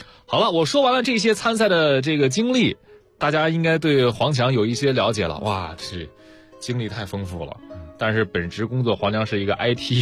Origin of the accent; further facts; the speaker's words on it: Dalian, Liaoning, China; 我都是大连人。